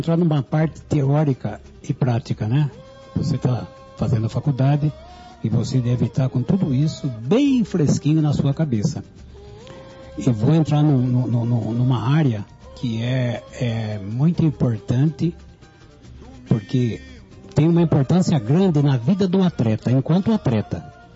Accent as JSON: {"language": "Portuguese", "country": "Brazil", "said": "nós brasileiros somos indisciplinados taticamente"}